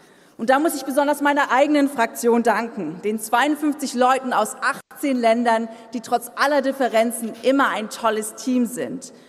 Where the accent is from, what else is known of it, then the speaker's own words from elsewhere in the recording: Germany; born there; Ich bin aber nicht irgendwo in der DDR geboren, sondern da, wo Ostdeutschland am östlichsten ist. Direkt auf der polnisch-deutschen Grenze.